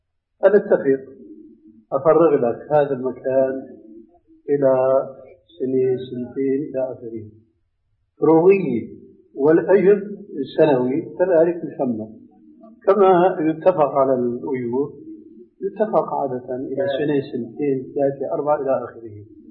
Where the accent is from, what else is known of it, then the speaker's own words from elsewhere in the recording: Syria; عندنا بالشام